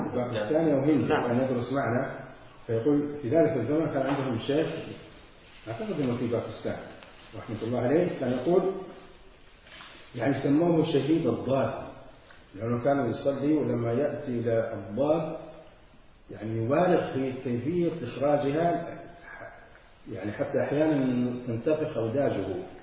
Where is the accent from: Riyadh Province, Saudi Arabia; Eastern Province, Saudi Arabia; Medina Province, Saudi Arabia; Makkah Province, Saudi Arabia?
Medina Province, Saudi Arabia; Medina; accent: Hijazi; هنا أهل الحجاز يعني لهجتنا في المدينة